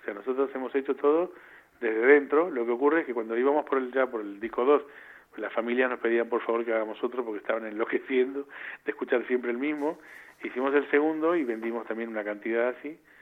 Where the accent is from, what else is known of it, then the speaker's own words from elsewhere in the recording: Buenos Aires, Argentina; born there; De Buenos Aires.